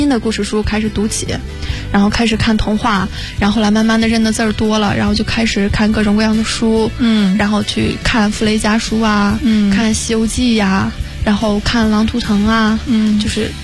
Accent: Xinjiang, China; 对，然后因为我刚好是来自新疆，新疆也算是一个水资源比较匮乏的地方，

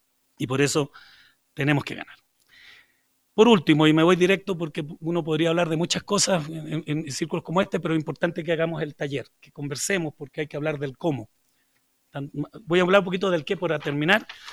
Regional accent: Chile; Bueno, yo vengo de Chile, y Chile está muy mal.

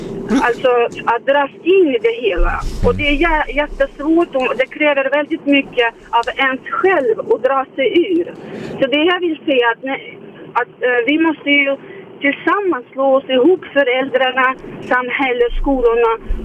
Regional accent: Russia; now in Sweden; nu har jag inte växt upp i Sverige. Jag kommer ursprungligen från Ryssland.

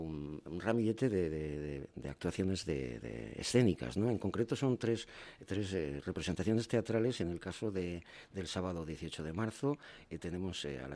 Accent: Cortes, Navarre, Spain; yo soy de Cortes, a mucha honra y mucho orgullo.

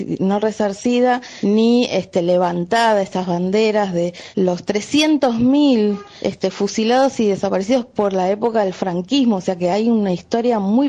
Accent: Argentina; argentina y nieta de republicanos

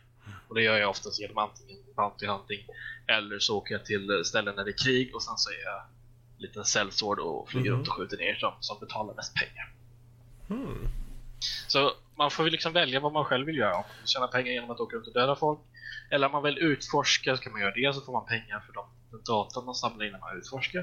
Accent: Småland, Sweden; Men jag är ju smålänning av mig

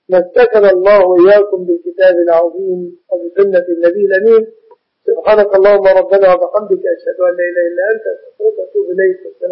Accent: Egypt

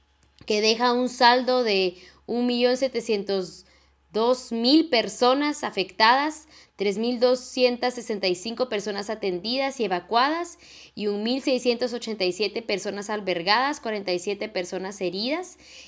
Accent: Totonicapán, Guatemala; de Totonicapán, Guatemala

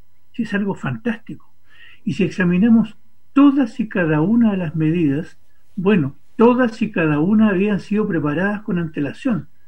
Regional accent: Chile; en nuestro país, que somos los chilenos?

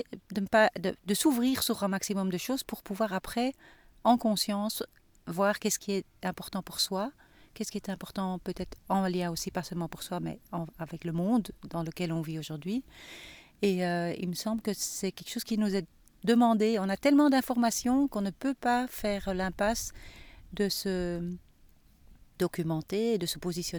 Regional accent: Switzerland; Bon, moi, j'ai grandi en Suisse. Le contact avec la nature est quand même fort présent. Il y a beaucoup de lacs, il y a beaucoup de montagnes

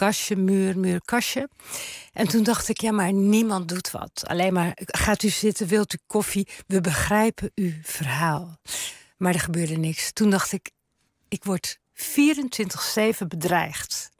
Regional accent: Terneuzen, Zeeland, Netherlands; Ik ben geboren in Terneuzen, Zeeuws-Vlaanderen. Ik heb daar echt de situatie zien verslechteren met de Westerschelde.

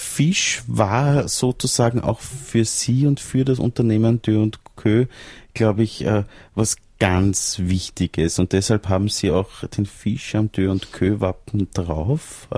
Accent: Salzburg, Austria; ich bin in Salzburg Land aufgewachsen und an einem sehr schönen See, am Irisee.

